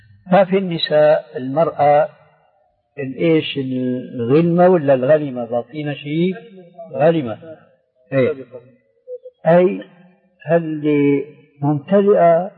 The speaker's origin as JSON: {"language": "Arabic", "country": "Syria", "said": "كما يقول عندنا في الشام حشو الكب بعيد،"}